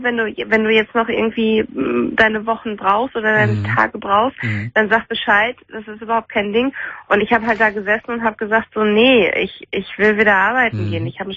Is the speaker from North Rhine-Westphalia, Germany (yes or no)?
yes; Münster, North Rhine-Westphalia, Germany; Also ich komme aus Münster, ich wohne in Münster und ich hatte hier einen Job.